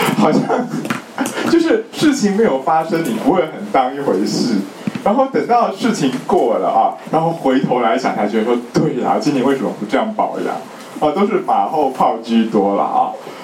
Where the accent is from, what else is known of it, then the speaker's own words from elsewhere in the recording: China; 就是我们中国人的五行是土克水，对不对？